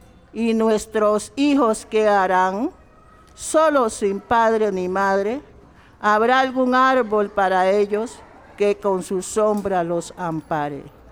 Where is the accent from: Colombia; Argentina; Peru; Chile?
Colombia; Buenaventura, Valle del Cauca; now in Cali, Colombia; Nosotros nos vinimos de Buenaventura, mi hermano tenía su negocio, llegamos a vivir a esta ciudad y era una situación muy difícil.